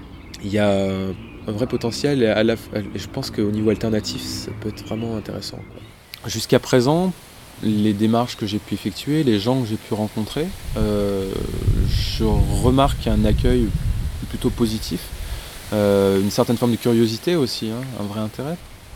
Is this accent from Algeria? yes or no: no; Annonay, Auvergne-Rhône-Alpes, France; Alors, à l'origine, on est d'Annonay, tous d'Annonay.